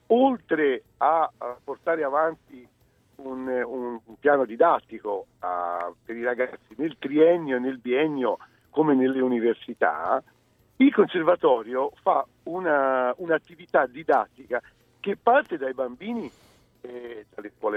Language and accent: Italian; Livorno, Tuscany, Italy; io sono livornese, quindi... in primis, scusate, metto la mia città che è Livorno